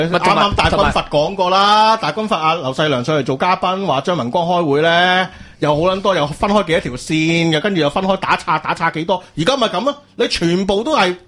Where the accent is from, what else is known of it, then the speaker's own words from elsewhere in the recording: Hong Kong; 我前世或者我香港人